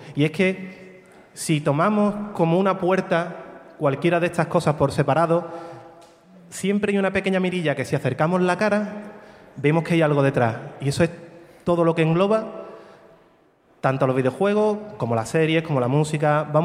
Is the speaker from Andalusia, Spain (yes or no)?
yes; Morón de la Frontera, Andalusia, Spain; perdonad mi acento, soy de Morón, sevillano, no, yo de inglés poco